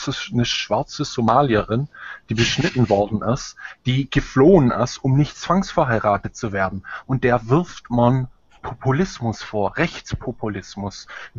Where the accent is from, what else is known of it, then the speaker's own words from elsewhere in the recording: Germany; ich habe als Deutscher extreme Probleme, sozusagen dort Verständnis zu sehen, weil in meinem Land ist die Kultur vor die Hunde gegangen.